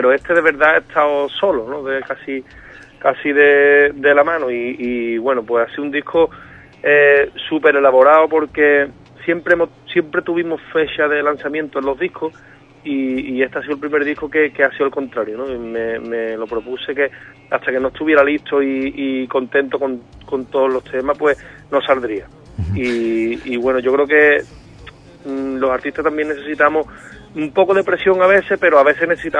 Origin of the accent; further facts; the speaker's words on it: Cádiz, Andalusia, Spain; Sí, me llena mucho como cualquier gaditano, ¿no?